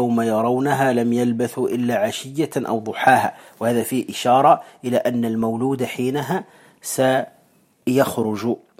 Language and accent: Arabic; Morocco; الكمأة هي الفطر الذي يسمى عندنا في المغرب يسمى الترفاس